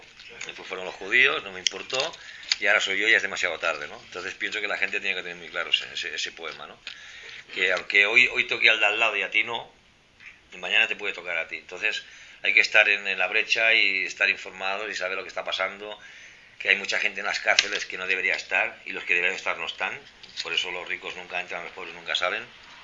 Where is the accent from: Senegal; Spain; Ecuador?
Spain; Vic, Catalonia; yo en Vic, en la comarca de donde soy, al revés, ¿no?